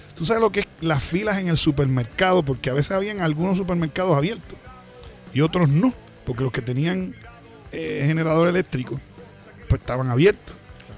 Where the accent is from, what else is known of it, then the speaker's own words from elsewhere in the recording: Puerto Rico; Pero mi pueblo tiene mucho corazón en el momento de la desgracia porque lo vive. O sea, todo puertorriqueño, claro, que vive en Puerto Rico, ha cogido un huracán alguna vez.